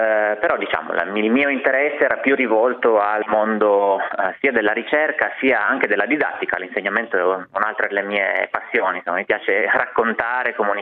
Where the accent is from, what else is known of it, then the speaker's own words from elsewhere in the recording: Turin, Piedmont, Italy; io sono originario di Torino